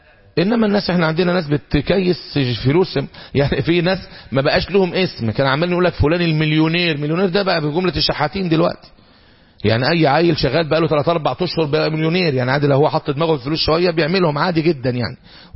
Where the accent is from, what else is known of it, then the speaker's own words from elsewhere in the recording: Egypt; الذهب عندنا في مصر مثلا دلوقتي